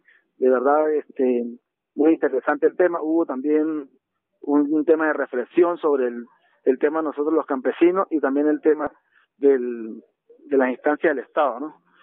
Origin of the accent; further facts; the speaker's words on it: Venezuela; que es una compromiso de todos como venezolanos